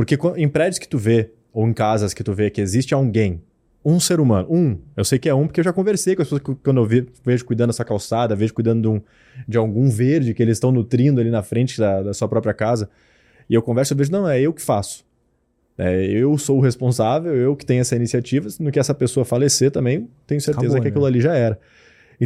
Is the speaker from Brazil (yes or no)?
yes; Lajeado, Rio Grande do Sul, Brazil; E eu cresci observando isso e vendo isso muito. Por bem ou por mal, lá em Lajado, de onde eu sou, eu achava que era normal.